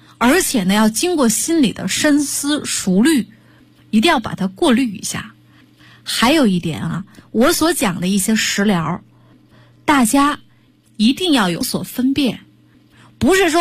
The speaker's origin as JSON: {"language": "Chinese", "region": "Shandong", "country": "China", "said": "说用我们山东人说的话，这样的人就是魔怔"}